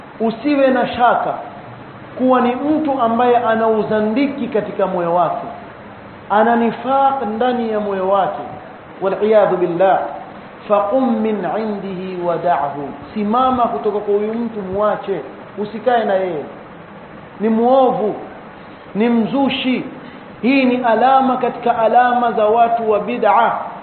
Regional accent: Mombasa, Mombasa County, Kenya; Wazee wa vijiweni kule kwetu Mombasa

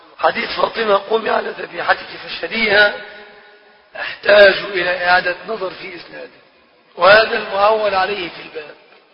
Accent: Egypt; يعني احنا من مصر يعني يجيبوا منين؟

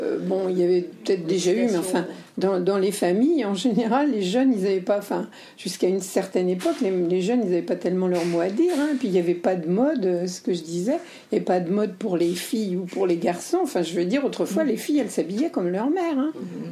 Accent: West, France; je suis de l'Ouest, donc il y a beaucoup de, d'écoles catholiques.

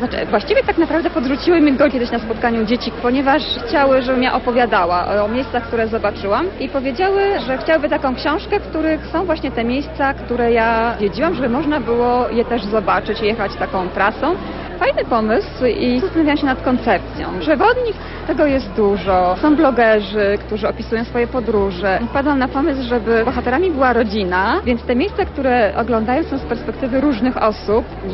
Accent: Greater Poland Voivodeship, Poland; Pochodzę z Wielkopolski

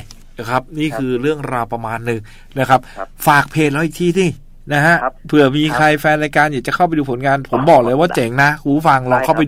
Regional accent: Phitsanulok, Thailand; บ้านเกิดผมเองพิษณุโลกนะฮะ

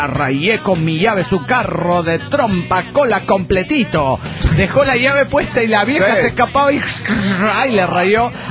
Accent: Arequipa, Peru; de Arequipa, Perú!

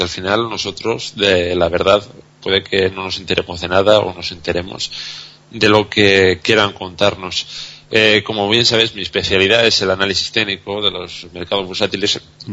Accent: Spain; lo que sí que creo que deberíamos de hacer como españoles es replantearnos el modelo que hemos estado usando aquí en España

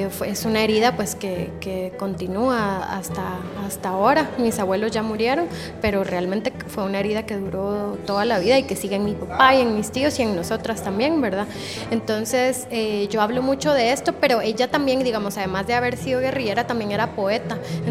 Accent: Guatemala; born there; yo soy hija de la guerra. Digamos, yo nací en Guatemala en los 80s y eso determina definitivamente cuál es mi identidad.

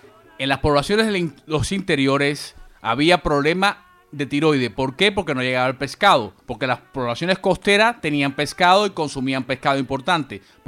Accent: Cuba; yo soy cubano y provengo de un país azucarero.

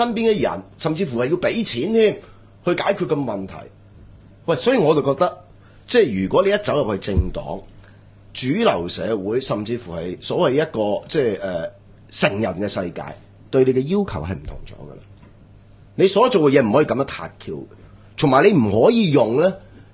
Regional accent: China; 話曬我係中國人嚟㗎嘛，唔係鬼佬記者啊嘛，

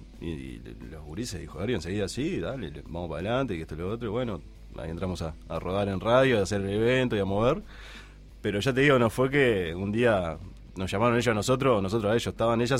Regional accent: Paysandú, Uruguay; Nos creo conocemos todos de Paysandú. Claro, y yo somos de Paysandú

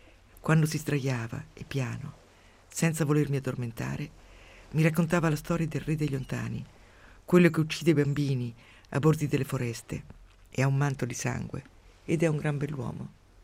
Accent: Umbria, Italy; Quando ero piccola, per me il mondo era diviso in due. Nel mio paesino umbro c'erano la torre e la casa rossa.

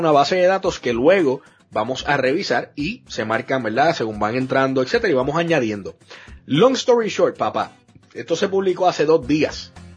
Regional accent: Puerto Rico; somos una comunidad de gamers, encima somos boricua

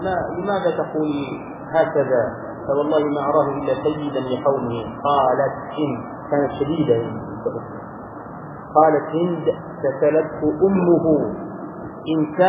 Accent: Egypt; ونحن كمصريين تربينا على هذا

